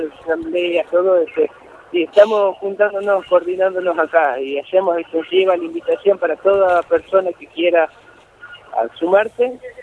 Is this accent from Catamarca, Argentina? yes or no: yes; Andalgalá, Catamarca, Argentina; Yo soy nacido en Andalgalá, vivo en Andalgalá y quiero seguir viviendo en Andalgalá.